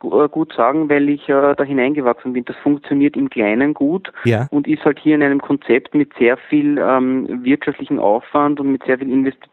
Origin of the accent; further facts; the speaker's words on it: Vienna, Austria; born there; now in Attersee, Austria; 48 Jahre alt, geboren in Wien